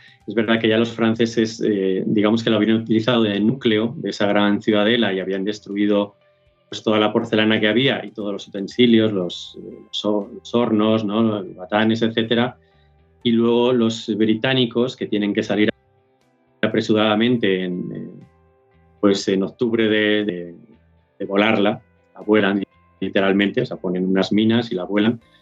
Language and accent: Spanish; Castile and León, Spain; yo soy de Salamanca y bueno, pues mi pueblo está muy cerquita de los Arapiles, lo conozco bien, trabajo mucho allí.